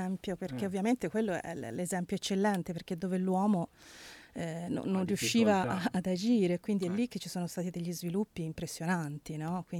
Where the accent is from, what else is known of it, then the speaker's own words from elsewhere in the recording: Livorno, Tuscany, Italy; come si dice dalla mia parte, sono di Livorno